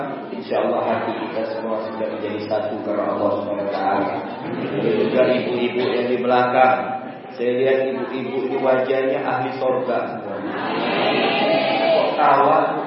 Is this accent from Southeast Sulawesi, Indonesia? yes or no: no; Pontianak, West Kalimantan, Indonesia; Saya dari Pontianak. Pontianak Palembang itu mirip-mirip sedikit lah.